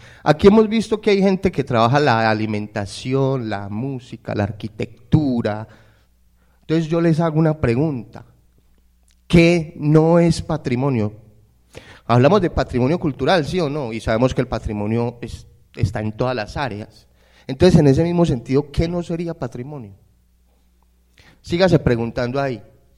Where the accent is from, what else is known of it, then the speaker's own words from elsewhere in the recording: Medellín, Antioquia, Colombia; Nosotros acá casi todos nos identificamos como paisas, no como medellinenses.